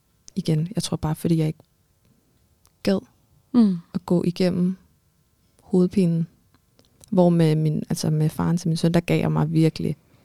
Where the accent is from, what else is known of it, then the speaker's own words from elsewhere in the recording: Armenia; Danish is a second language; now in Denmark; Jeg er fra Armenien.